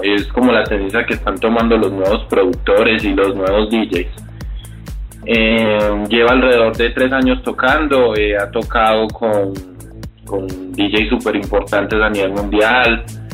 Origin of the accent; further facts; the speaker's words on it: Colombia; sos un artista nuevo y sos colombiano